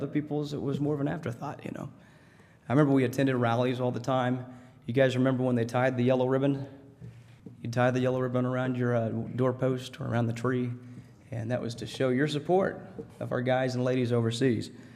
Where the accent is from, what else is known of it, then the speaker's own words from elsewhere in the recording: Harrison, Arkansas, United States; I was from Harrison, Arkansas. I grew up on a farm. We rarely got away from Harrison, Arkansas on the farm.